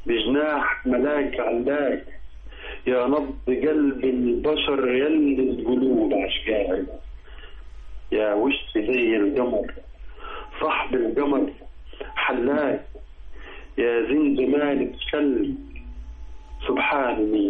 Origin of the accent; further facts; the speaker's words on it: Sohag Governorate, Egypt; من قريه المسعيد الشرقيه.